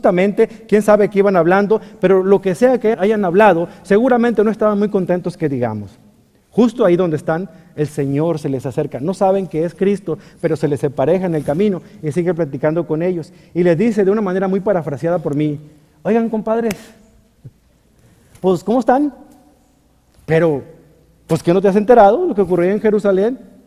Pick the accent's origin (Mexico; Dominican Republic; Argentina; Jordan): Mexico; ¿Usted nunca se ha fijado eso, que somos los mexicanos?